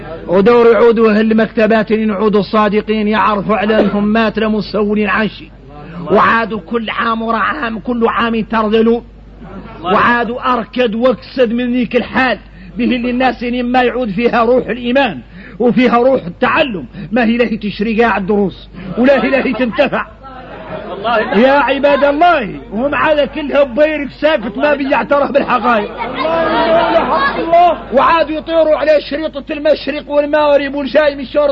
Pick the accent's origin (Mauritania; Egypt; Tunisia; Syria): Mauritania; احنا موريتاني